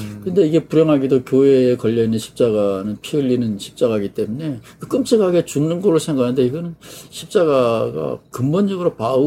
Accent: East Coast, South Korea; 제가 어렸을 때 동해안에서 살았기 때문에 무당 문화에 친숙해요.

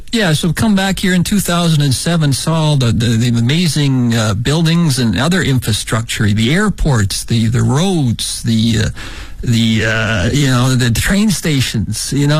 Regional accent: Shanxi, China; now in Beijing, China; where we lived in Shanxi province, there was very few vehicles, and the people like to transport goods and stuff, they used donkey carts.

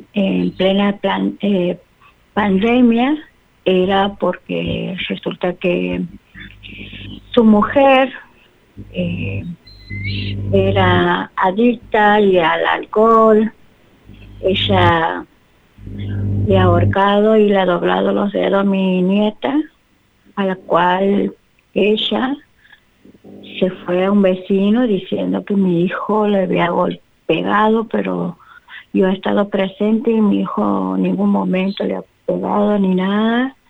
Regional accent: Santiago del Estero, Argentina; soy de Santiago del Estero, capital.

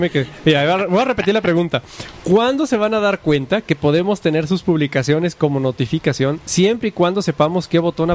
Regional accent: Naranjos, Veracruz, Mexico; now in Monterrey, Mexico; En Naranjos, Veracruz, de donde soy yo, aunque vivo en Monterrey, cuando niño íbamos por leña.

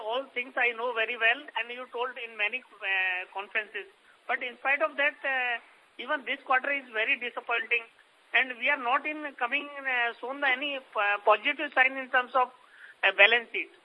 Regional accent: Rajasthan, India; Sir, my question, I am from Rajasthan.

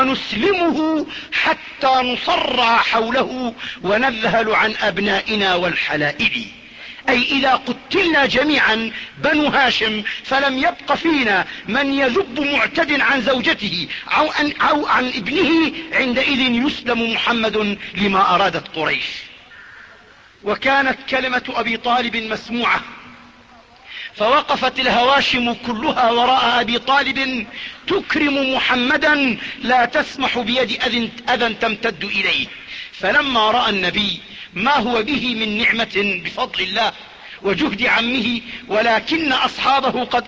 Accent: Jordan; وبصيرة في عندنا في الأردن، الشام فيش فيها بصرة.

